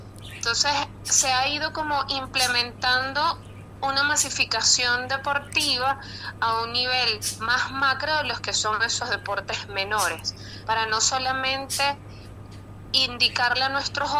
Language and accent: Spanish; Venezuela; cómo vería yo como venezolana a los atletas para este París 2024?